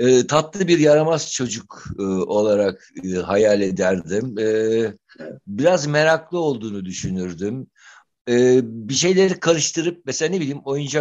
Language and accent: Turkish; Istanbul, Turkey; kendi büyüdüğüm semt olan mahalle köy olan Bebek'le ilgili programlar yapıyorum